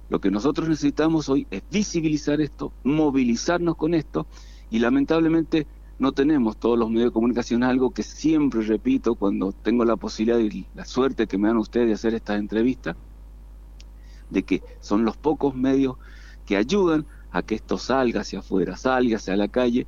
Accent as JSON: {"language": "Spanish", "country": "Argentina", "said": "como ciudadanos, como argentinos, como militantes, como gente que está acá"}